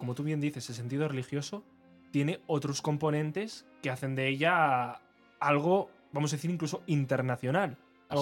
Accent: Castile and León, Spain; como soy de Valladolid nativo, de un pueblo de Valladolid, pues yo conozco lo de aquí

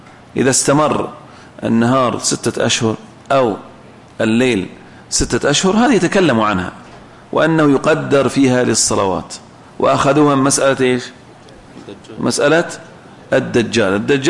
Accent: Saudi Arabia; فيجوز العمل برأي الإمام كما هو موجود عندنا في السعودية

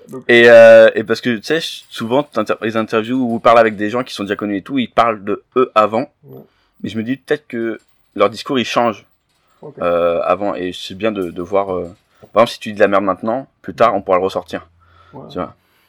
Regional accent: Île-de-France, France; vu que je suis de Seine-et-Marne aussi

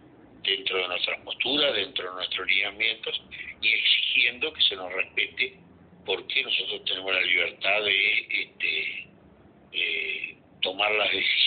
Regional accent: Uruguay; sino como uruguayos, en cuanto a no tolerar este tipo de intromisiones en nuestra plaza financiera.

